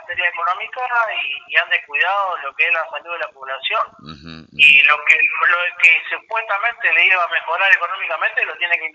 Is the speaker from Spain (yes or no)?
no; Argentina; países como Argentina, que siempre estuvimos acá en los últimos años dentro de países emergentes